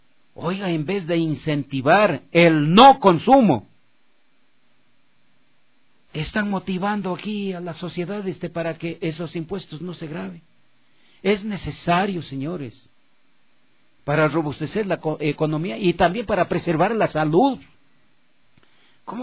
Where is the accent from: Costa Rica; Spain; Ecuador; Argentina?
Ecuador; Así somos los ecuatorianos.